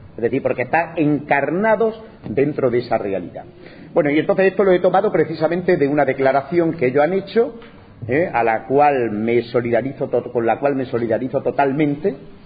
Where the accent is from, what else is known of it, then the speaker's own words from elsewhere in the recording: Spain; En mi país, en España